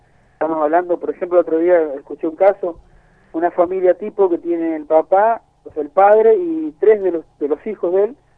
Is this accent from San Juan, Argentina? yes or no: yes; San Juan, Argentina; Y bueno, así somos los sanjuaninos, ¿viste? Acá es un negocio para muy pocos.